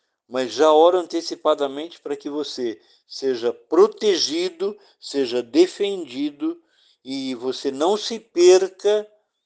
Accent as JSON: {"language": "Portuguese", "region": "São Paulo", "country": "Brazil", "said": "Eu era de São Paulo"}